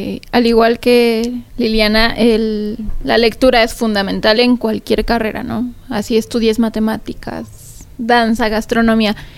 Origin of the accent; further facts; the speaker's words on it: Mexico; como mexicanos también es importante saber la historia sobre la danza en México.